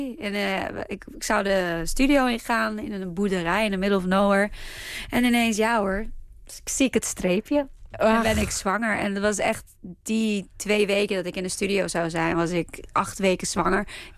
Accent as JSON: {"language": "Dutch", "country": "Israel", "said": "En waar ik vandaan kom. En toevallig is het Israël en het Hebreeuws."}